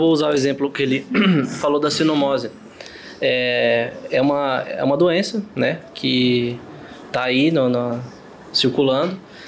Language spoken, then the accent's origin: Portuguese; São Paulo, Brazil; eu sou do interior de São Paulo